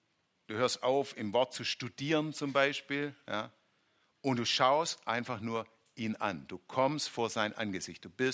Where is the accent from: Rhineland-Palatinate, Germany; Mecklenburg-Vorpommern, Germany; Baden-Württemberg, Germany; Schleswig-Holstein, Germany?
Baden-Württemberg, Germany; Muss man aufpassen, als Schwabe klingt es so wie sehen.